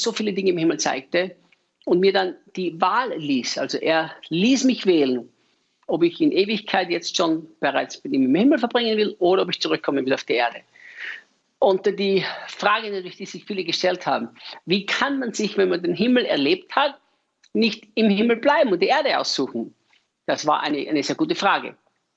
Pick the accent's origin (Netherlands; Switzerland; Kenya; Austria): Austria; als Österreicher, der dem deutschsprachigen Raum dienen darf.